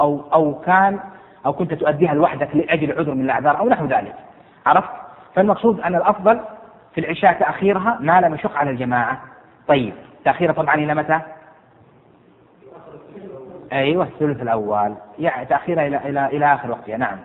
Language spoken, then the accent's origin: Arabic; Jeddah, Makkah Province, Saudi Arabia; وانت تعرف عندنا في جدة مثلا تمر علينا اوقات يعني حتى البسس تشتكي مو الاوادم، يعني حر شديد قيض شديد جدا